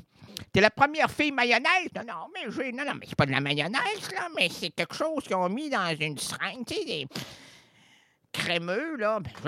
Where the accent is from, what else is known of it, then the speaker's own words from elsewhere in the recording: Quebec, Canada; On est des Québécois connaissants, là.